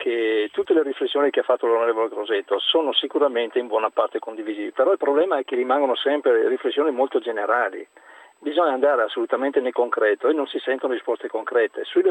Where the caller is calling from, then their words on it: Verona, Veneto, Italy; Chiamo da Verona.